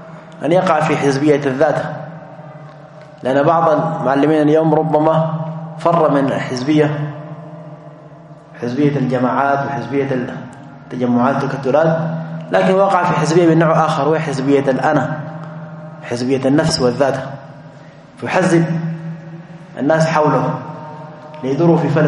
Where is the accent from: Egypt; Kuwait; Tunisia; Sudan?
Sudan; عندنا في السودان فروع يمكن 6 أو 7 كلها مجمعة على مرجعية واحدة